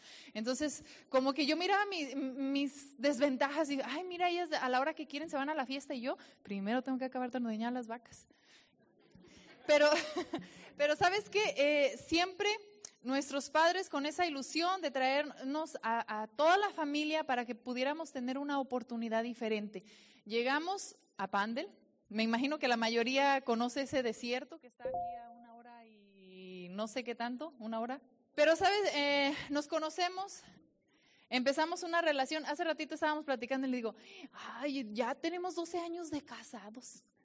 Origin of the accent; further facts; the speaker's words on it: Jalisco, Mexico; Soy de la región de Los Altos de Jalisco.